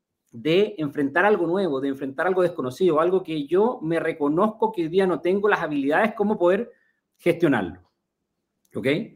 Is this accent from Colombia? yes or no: no; Chile; Yo soy de Chile, de profesión original, soy ingeniero agrónomo